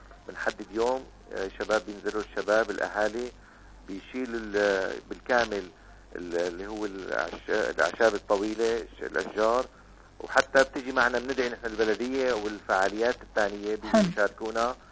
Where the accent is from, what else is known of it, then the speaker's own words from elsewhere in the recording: Safita, Tartus Governorate, Syria; ضيعتنا من أوائل القرى يمكن اللي بريف صافيتة اللي دخل عليها التيار الكهربائي، تذكر من 79 دخل التيار الكهربائي على الضيعة.